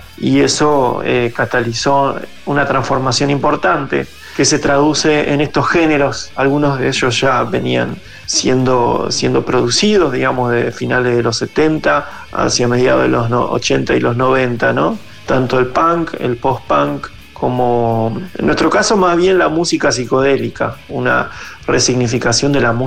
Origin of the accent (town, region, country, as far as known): Zárate, Buenos Aires Province, Argentina